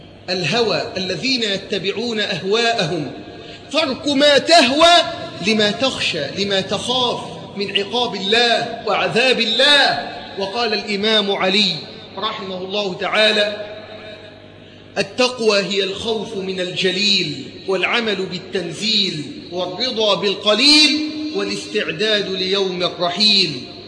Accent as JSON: {"language": "Arabic", "country": "Egypt", "said": "اللهم ارزق بلدنا مصر حاكما ربانيا صالحا"}